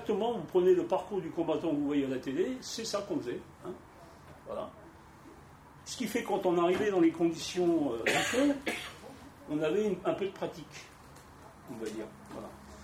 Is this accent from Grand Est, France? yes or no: yes; Grand Est, France; Donc moi, je viens de Moselle, de l'est de la Moselle, où il y avait un bassin rouillé.